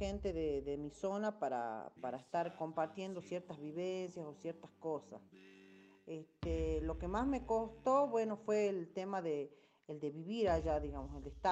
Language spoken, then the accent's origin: Spanish; Ampimpa, Tucumán, Argentina; yo provengo de Ampimpa y cuando estaba allá creen que vivía en la punta del cerro. Sí me hicieron sentir de pronto que vivía muy en el campo, muy en el cerro